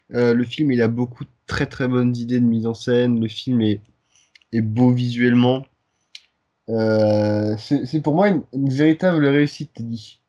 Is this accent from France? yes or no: yes; Occitanie, France; accent: Aude; Non, pas le Cantal, merde, je veux dire l'Aude, l'Aude.